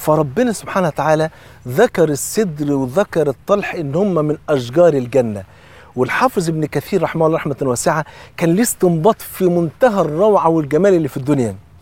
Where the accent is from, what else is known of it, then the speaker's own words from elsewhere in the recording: Egypt; وطبعا أنت عارفين الفول عندنا في مصر فرض عين